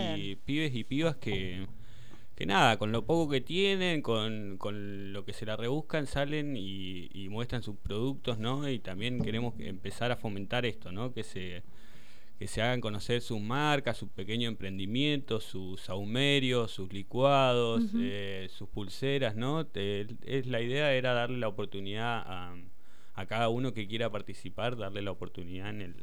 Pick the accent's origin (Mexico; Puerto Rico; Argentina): Argentina; El Hoyo, Chubut; Yo nacido y criado acá en El Hoyo.